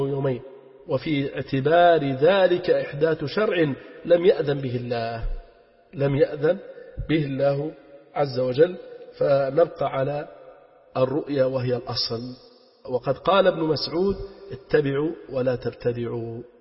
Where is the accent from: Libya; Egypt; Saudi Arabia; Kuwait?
Libya; فننصح أهلنا في بلدنا ليبيا حرسها الله من كل سوء ومكروه